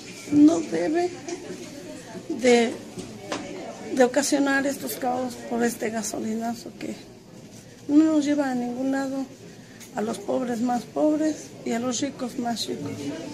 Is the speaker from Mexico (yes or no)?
yes; Ixmiquilpan, Hidalgo, Mexico; Venimos de Ixmiquilpan, Hidalgo. Mi comunidad se llama Dios Padre.